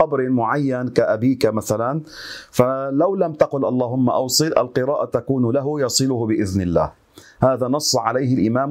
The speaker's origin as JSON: {"language": "Arabic", "region": "Beqaa", "country": "Lebanon", "said": "هذه حصلت عندنا في لبنان في البقاع"}